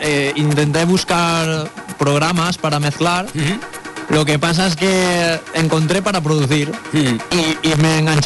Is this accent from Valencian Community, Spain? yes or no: yes; Cullera, Valencian Community, Spain; De Cullera.